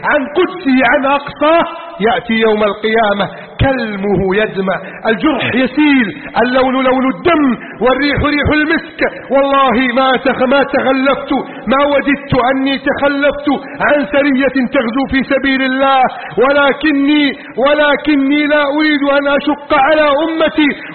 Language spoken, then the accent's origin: Arabic; Egypt; واجعل بلدنا مصر آمنا مطمئنا